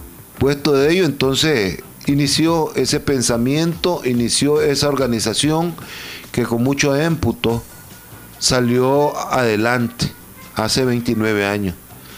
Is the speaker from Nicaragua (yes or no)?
yes; Nicaragua; siempre nosotros como nicaragüenses, como organizaciones, como miembros de esta organización, tratamos de salir adelante